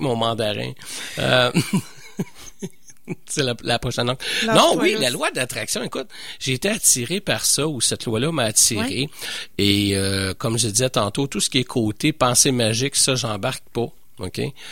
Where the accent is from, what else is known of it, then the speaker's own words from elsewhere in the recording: Montreal, Quebec, Canada; je suis Montréalais, mais j'adore Québec.